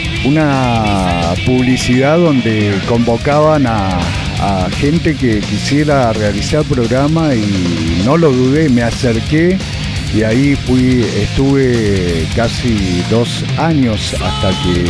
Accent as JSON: {"language": "Spanish", "region": "Entre Ríos", "country": "Argentina", "tie": "born there", "said": "después de haber pasado por otras radios allá en mi provincia natal, en Entre Ríos"}